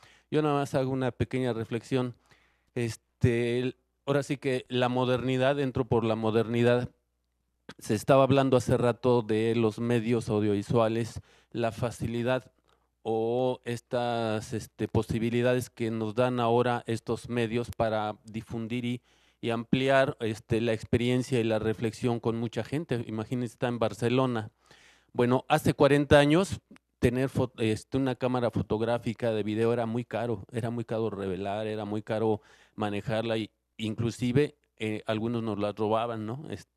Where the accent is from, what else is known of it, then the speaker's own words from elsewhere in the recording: Mexico City, Mexico; de la Ciudad de México, aunque tengo un pie en Cuernavaca, en Morelos, desde hace muchos, muchos años.